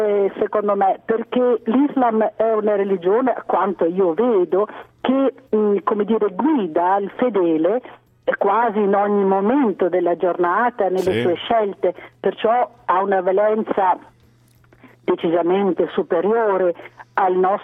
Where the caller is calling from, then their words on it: Veneto, Italy; non sono da Treviso, ma comunque sono dalla pedemontana del Grappa.